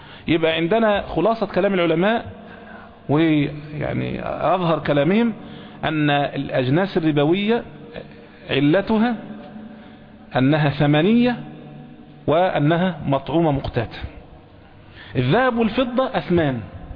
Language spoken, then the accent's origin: Arabic; Egypt; احنا عندنا في مصر هنا ممكن التمر ما يبقاش قوت